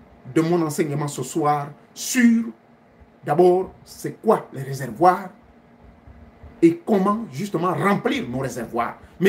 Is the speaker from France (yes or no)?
no; Gabon; Moussaro, on l'appelle chez nous au Gabon.